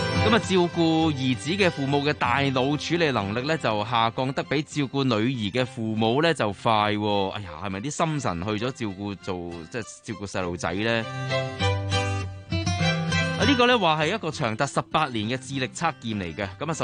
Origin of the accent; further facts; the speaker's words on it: Hong Kong; 即系我哋香港人啊会咁讲啊